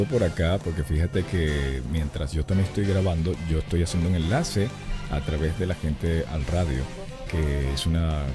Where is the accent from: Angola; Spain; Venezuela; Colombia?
Venezuela; now in Mexico; Me pregunta que si soy venezolano porque tengo un acento raro, pero sí soy venezolano. es que el acento raro es por el tiempo acá, pero sí, soy venezolano.